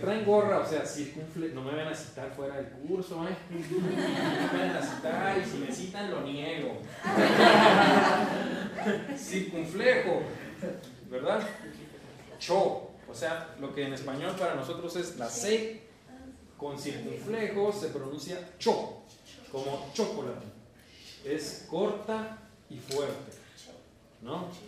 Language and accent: Spanish; northern Mexico, Mexico; Yo como norteño mexicano, nosotros los norteños mexicanos decimos muchacha.